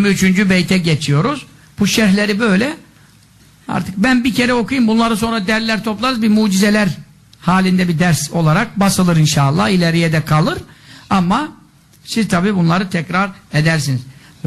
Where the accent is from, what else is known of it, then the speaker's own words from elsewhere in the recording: Samsun, Turkey; Memleketim benim. Annem oralı, dedem hep oralı. Samsun tarafındanız